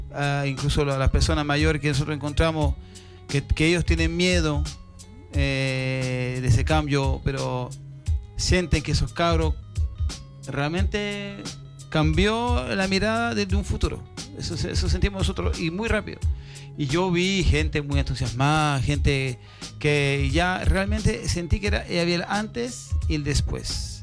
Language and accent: Spanish; France; Spanish is a second language; yo nunca he sentido, por ejemplo, en mi país, en Francia